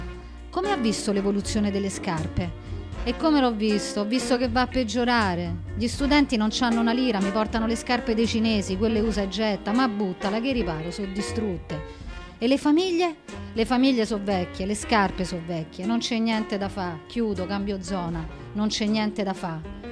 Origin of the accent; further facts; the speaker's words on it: Rome, Lazio, Italy; born there; C'ho 75 anni, sono nata a San Lorenzo, all'ospedale, cazzo, mica a casa.